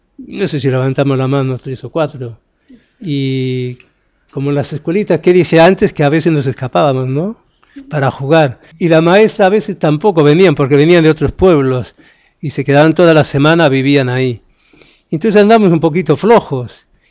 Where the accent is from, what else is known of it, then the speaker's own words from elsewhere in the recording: Castile and León, Spain; born there; nací en España, pero más concretamente en una provincia que se llama Palencia, que está al norte de Madrid, a unos 200 kilómetros. Y el pueblito, para que se den una idea, en este momento tiene 8 o 10 habitantes.